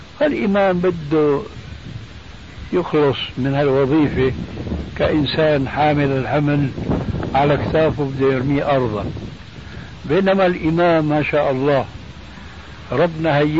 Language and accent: Arabic; Syria; هذه عندنا في الشام في سوريا مشهور هذا الحديث، وجئت هنا وسمعته أيضا